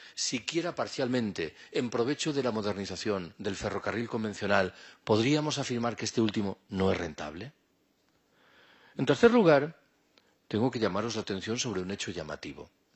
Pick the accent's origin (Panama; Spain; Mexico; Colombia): Spain; Galicia; yo soy gallego. En Galicia hay un proyecto muy avanzado de construcción.